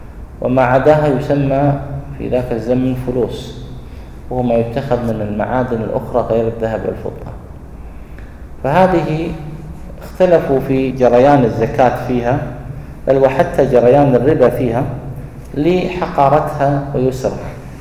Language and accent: Arabic; Kuwait; وهذا الجاري عليه العمل عندنا في الكويت